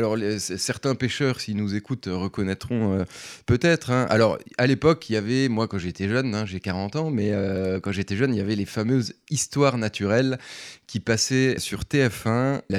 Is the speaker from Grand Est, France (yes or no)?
yes; Grand Est, France; Ils sont venus tourner un petit peu chez nous en Meurthe-et-Moselle.